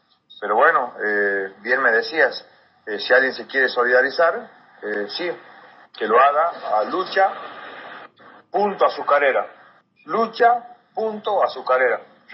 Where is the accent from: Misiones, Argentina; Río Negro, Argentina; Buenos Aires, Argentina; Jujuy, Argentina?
Jujuy, Argentina; El Talar; Soy el que más permanece acá porque yo soy del Talar, un pueblito que está a 65 kilómetros.